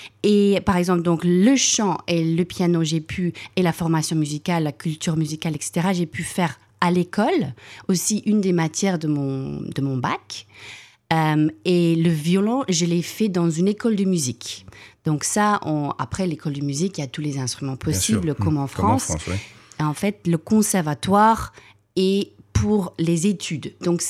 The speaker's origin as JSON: {"language": "French", "town": "Cape Town", "region": "Western Cape", "country": "South Africa", "second_language": "French", "said": "surtout parce que je viens du Cap, et c'est surtout une culture, qu'on a cette culture musicale au Cap."}